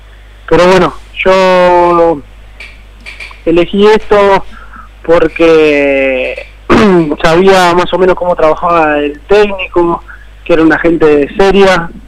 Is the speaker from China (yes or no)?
no; Santa Fe, Argentina; Yo soy de Santa Fe, de Nuevo Torto.